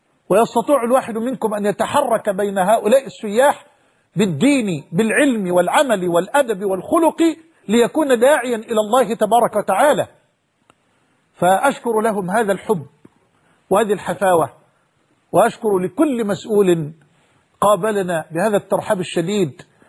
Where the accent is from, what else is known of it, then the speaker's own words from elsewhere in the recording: Egypt; حتى أنني تعجبت كيف وأنا مصري لم أكن أعلم هذا الجمال وهذا الإبداع في مياهنا في شرم الشيخ